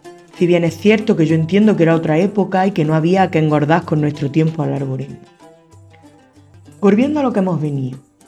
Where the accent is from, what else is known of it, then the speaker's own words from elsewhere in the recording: Andalusia, Spain; accent: Andalusian; Como en andaluz esto nos cuesta